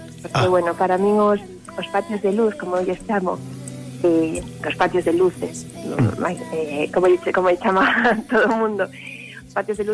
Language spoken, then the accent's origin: Galician; Vigo, Galicia, Spain; eu sempre digo, son unha viguesa de aldea.